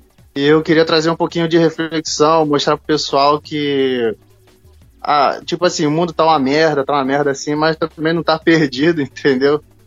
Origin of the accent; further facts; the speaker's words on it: Rio de Janeiro, Brazil; Coisa de carioca mesmo. Eu sou do Rio.